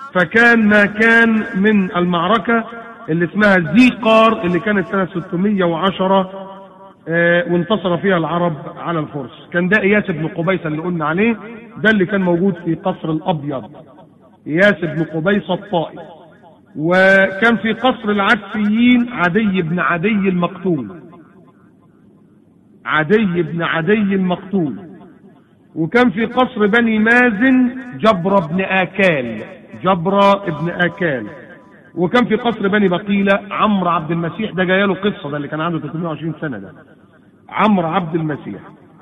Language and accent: Arabic; Egypt; عكس نهر النيل اللي المنابع بتاعته من الجنوب عندنا في مصر